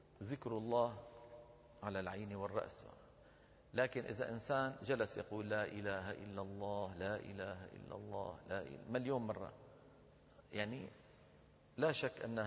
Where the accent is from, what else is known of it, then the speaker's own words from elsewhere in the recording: Damascus, Damascus Governorate, Syria; بزمانه عندنا في دمشق